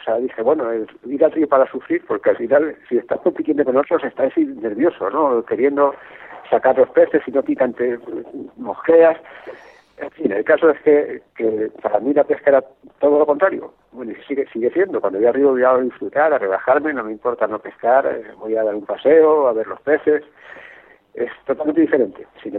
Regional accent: Spain; En eso no soy muy español, soy más americano que español, ¿no?

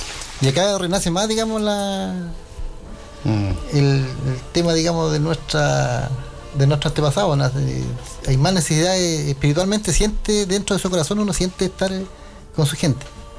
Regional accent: Lautaro, Araucanía, Chile; en mi comunidad yo soy de Lautaro. Allá no se hacía nada.

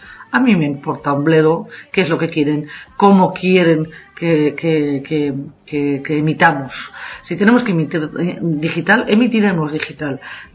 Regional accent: Basque Country, Spain; accent: Basque; no se me va el acento, no se va la R, de además muy característica del País Vasco, de donde soy, que soy del norte de España, pues no acabo de quitármelo

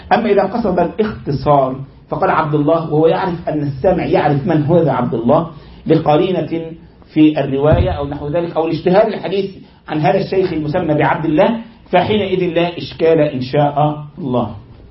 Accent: Egypt; زي عندنا في مصر مثلا قرية صغيرة في الكفر شيء اسمها الرياض

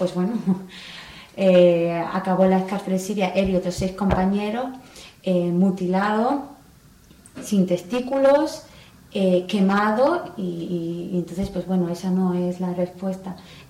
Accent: Spain; aquí, como yo, española, pues no hablaban

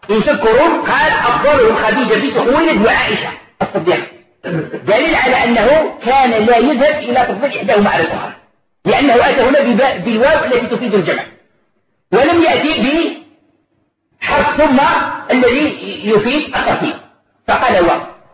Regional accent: Algeria; طبق معروف عندنا في الجزائر وفي غير الجزائر

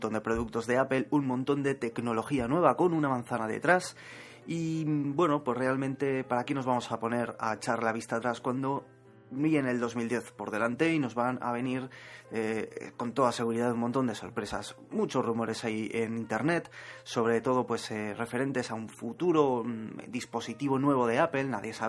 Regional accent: Zaragoza, Aragon, Spain; Yo soy de Zaragoza y aquí un paisano mío

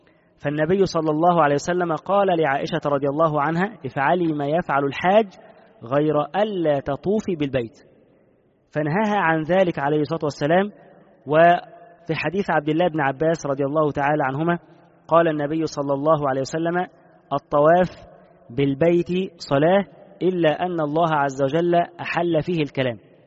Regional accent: Egypt; خصوصا حتى عندنا في مصر هنا

